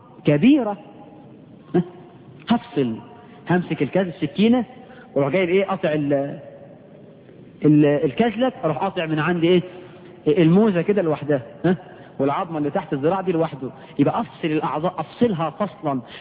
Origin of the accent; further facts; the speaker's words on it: Egypt; إحنا كمصريين عملنا إيه من البدع في العقيقة؟